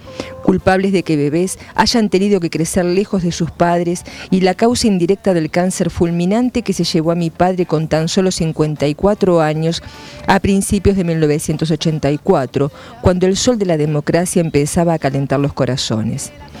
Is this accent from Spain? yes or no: no; Jacinto Arauz, La Pampa, Argentina; en mi pueblo natal de La Pampa, Jacinto Arauz